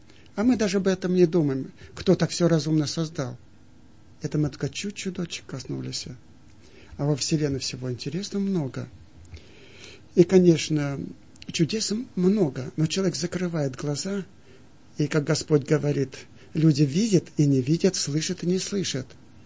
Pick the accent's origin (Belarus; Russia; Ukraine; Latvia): Russia; Siberia; Я сам из Сибири